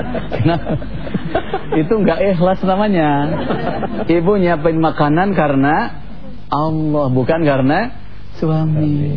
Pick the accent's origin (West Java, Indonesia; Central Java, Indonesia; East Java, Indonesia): West Java, Indonesia; Saya orang Sunda bu, jadi kadang-kadang gitu.